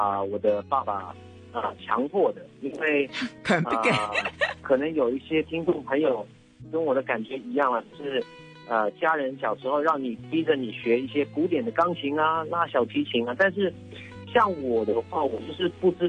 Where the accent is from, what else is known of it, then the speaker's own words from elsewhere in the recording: Sydney, New South Wales, Australia; now in Taipei, Taiwan; 因为我是从澳洲雪梨长大的嘛